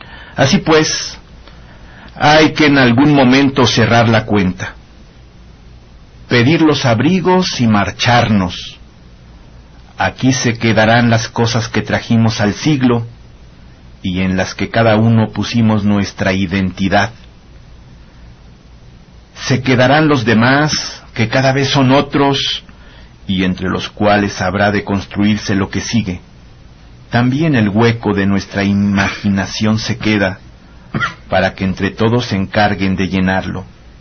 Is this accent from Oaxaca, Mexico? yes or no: yes; Oaxaca, Mexico; Con la música recordé pues cosas de cuando era niño allí en mi pueblo, en las fiestas regionales en la ciudad de Oaxaca.